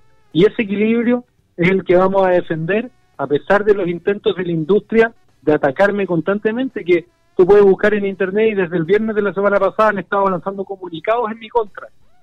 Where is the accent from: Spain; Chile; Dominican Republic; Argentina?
Chile; como chilenas y chilenos tenemos un compromiso y un deber.